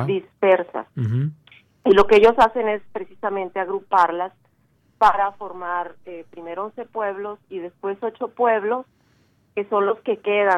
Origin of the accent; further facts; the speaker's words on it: Sonora, Mexico; Yo soy sonorense, soy de Sonora.